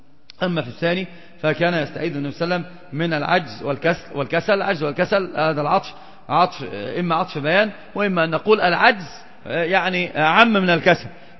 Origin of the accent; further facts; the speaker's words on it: Egypt; عندنا في مصر مثلا يموت الناس وينشغلون جميعا بالصوان